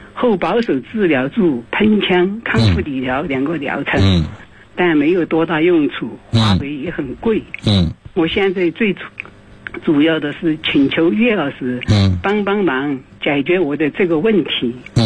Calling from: Chengdu, Sichuan, China; 大家好，我是成都的。

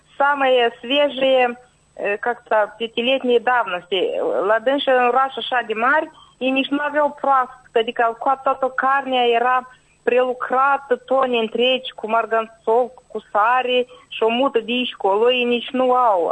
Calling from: Călărași, Călărași District, Moldova; Din Călăraș.

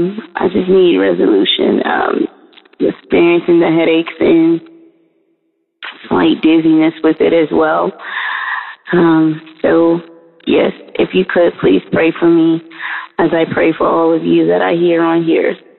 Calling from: Atlanta, Georgia, United States; I am calling from Atlanta.

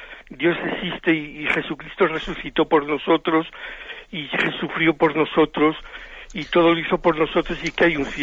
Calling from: Zamora, Castile and León, Spain; yo soy de Zamora

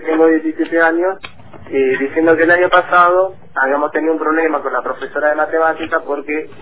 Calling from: Santa Teresita, Buenos Aires Province, Argentina; de Santa Teresita.

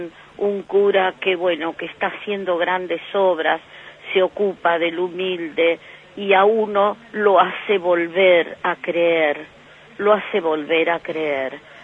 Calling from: Ituzaingó, Buenos Aires Province, Argentina; de Ituzaingó.

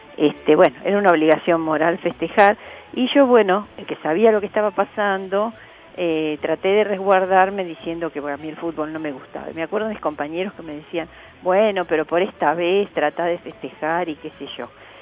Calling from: Buenos Aires, Argentina

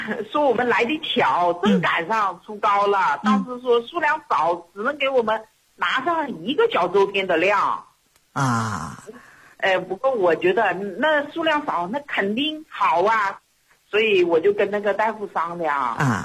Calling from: Changsha, Hunan, China; 我是湖南长沙的。

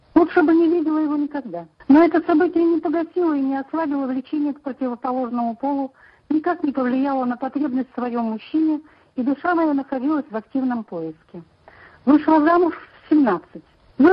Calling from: Omsk, Omsk Oblast, Russia; я звоню из Омска.

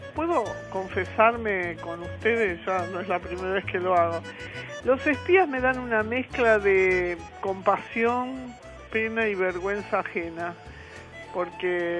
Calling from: Villa Crespo, Buenos Aires, Argentina; de Villa Crespo y les mando besos y abrazos

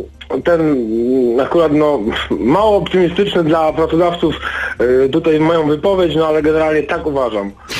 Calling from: Subcarpathian Voivodeship, Poland; przynajmniej u nas na Podkarpaciu pod stołem jest, wydaje mi się, w dużo firmach takich małych, malutkich, nagminne

